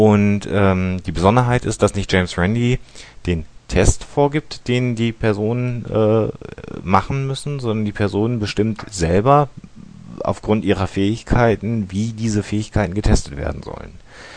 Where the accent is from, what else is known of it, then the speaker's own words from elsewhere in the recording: Münster, North Rhine-Westphalia, Germany; Kurze Sache, wir kommen aus Münster